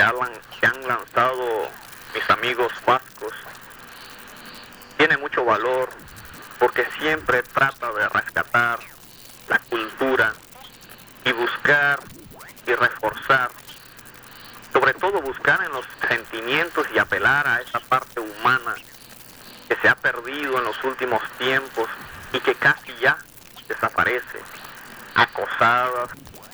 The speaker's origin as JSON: {"language": "Spanish", "region": "Chiriquí", "country": "Panama", "said": "desde aquí, de esta tierra panameña, de este pueblo chiricano, que es mi pueblo, pero que me he convertido, gracias a él, en un ciudadano del mundo"}